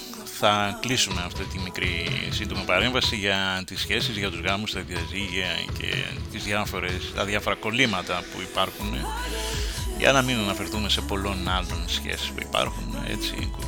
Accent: Xanthi, Eastern Macedonia and Thrace, Greece; κοίταζα από την πατρίδα μου, την ιδιαίτερη, την Ξάντη

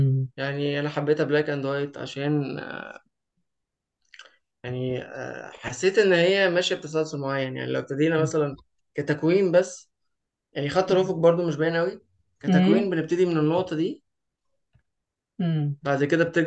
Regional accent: Egypt; مؤخرا بدأت أكتشف إن بلدنا جميلة بشكل ما، بلدنا تحديدا اللي هي قريتنا يعني، ومصر تحديدا

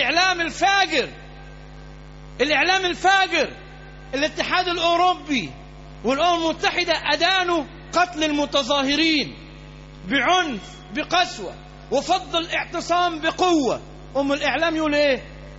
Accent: Alexandria, Alexandria Governorate, Egypt; احنا عندنا في اسكندريه مليانه كنائس

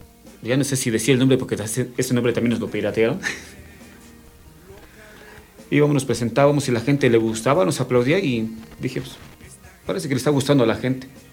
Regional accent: Nezahualcóyotl, State of Mexico, Mexico; moved away as an adult; Me crié en Nesa mis primeros 20 años de vida. Y empecé a ir de un lado para el otro por mi trabajo, por la música, siempre alternando entre. Y terminé convirtiéndome en un extranjero en mi propia tierra.

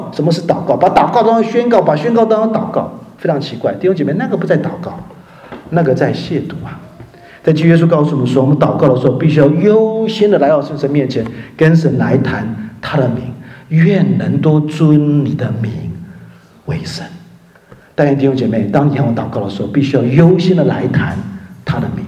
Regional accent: China; now in Germany; 我们中国人羡慕，崇拜这个名牌啊。

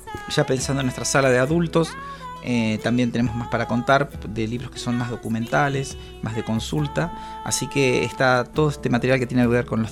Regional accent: La Plata, Buenos Aires Province, Argentina; Para los que somos platenses

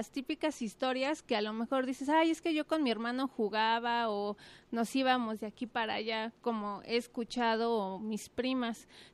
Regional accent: Mexico City, Mexico; now in Guadalajara, Mexico; Pues, vengo de la Ciudad de México por cuestiones de la vida. Llego aquí a Guadalajara

